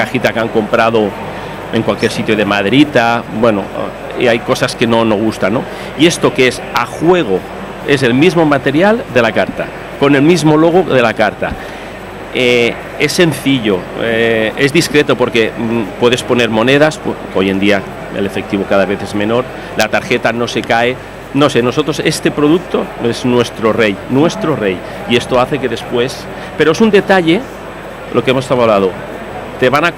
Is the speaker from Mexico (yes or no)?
no; Alcoy, Valencian Community, Spain; now in Barcelona, Spain; yo vivo en Barcelona, yo soy de Alcoy, pero me fui hace unos años para allí